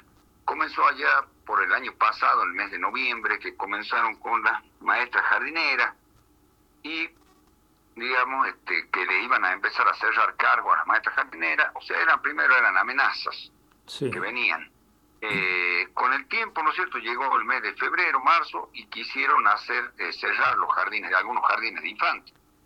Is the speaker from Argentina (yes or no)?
yes; Andalgalá, Catamarca, Argentina; Yo soy del interior de Catamarca, de una localidad que se llama Andalgalá, y tenemos muchas escuelas rurales nosotros acá.